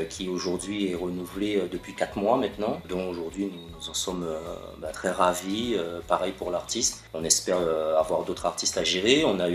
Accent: Martinique; on s'est pas souvent présentés en tant que Martiniquais. On s'est souvent présentés comme des Caribéens.

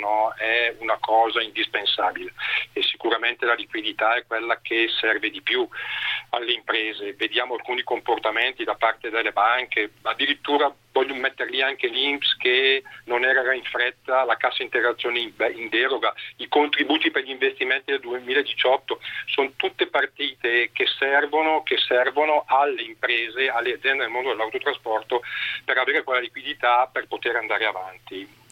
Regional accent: Bergamo, Lombardy, Italy; Guarda, io do il dato di Bergamo, visto che sono di Bergamo.

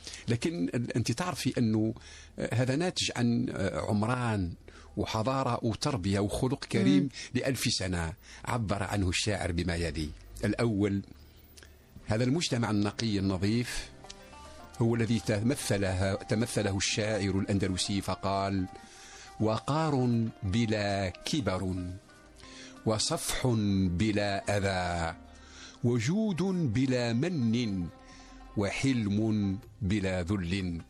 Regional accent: Algeria; also born or lived in Paris, France; أنا عشت في باريس لفترة 5 سنوات واستفدت، ولكن بشرط، لأني أنت تعرف باللي أنا جزائري

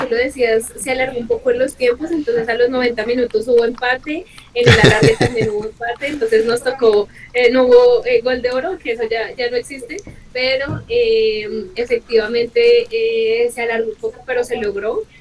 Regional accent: Bogotá, Bogotá Capital District, Colombia; siendo bogotana, lo que eso implica, porque el tema del regionalismo es bastante marcado

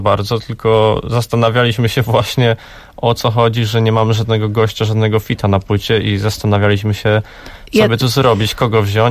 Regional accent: Lędziny, Silesian Voivodeship, Poland; now in Cieszyn, Poland; pamiętają mój komputer z domu rodzinnego w Lędzinach

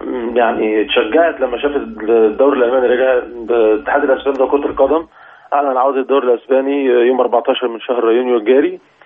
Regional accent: Egypt; احنا عندنا في مصر يعني للاسف الموضوع بيكون صعب شويه

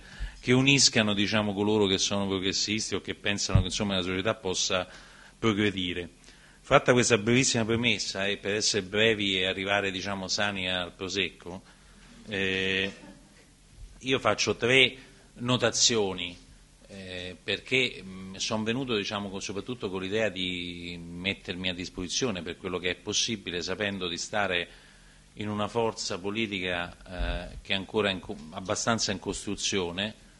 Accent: Campania, Italy; accent: Neapolitan; diciamo la mia pronuncia, io sono molto locale, diciamo nel napoletano va a faticare

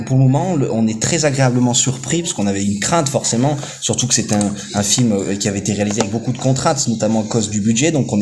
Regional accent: Saint-Paul-de-Tartas, Auvergne-Rhône-Alpes, France; moi, pour le coup, je viens pas du tout du sud-ouest. Moi, je suis originaire de Haute-Loire. Ouais. J'ai grandi à Saint-Paul de Tartas, vraiment à 10 km d'Arlande, justement.

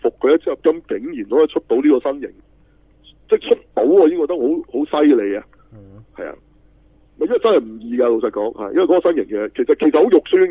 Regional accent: China; 我系中国人嚟嘅吓。

